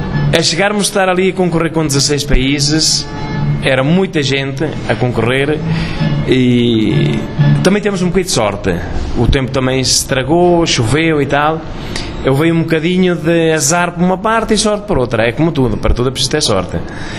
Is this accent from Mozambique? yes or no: no; Centro, Portugal; levar alguma coisa da minha terra, da minha zona, porque, claro, cada um levou um bocadinho da sua zona. E, claro, como estou na Serra da Estrela